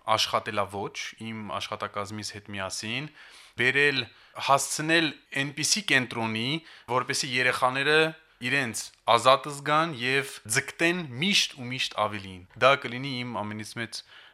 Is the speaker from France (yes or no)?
yes; Paris, Île-de-France, France; now in Stepanakert; Ես ուրեմն ծնվել ու մեծացել եմ Փարիզում, Ֆրանսիայում, ու մի տարի առաջ որոշեցի դիմել